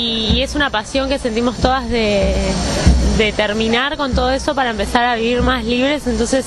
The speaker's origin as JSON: {"language": "Spanish", "town": "La Plata", "region": "Buenos Aires Province", "country": "Argentina", "said": "soy acá de La Plata."}